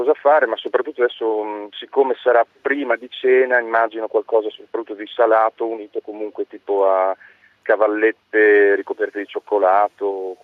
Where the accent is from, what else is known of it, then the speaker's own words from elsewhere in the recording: Emilia-Romagna, Italy; Io sono romagnolo, quindi difendo comunque i nostri, diciamo, gusti romagnoli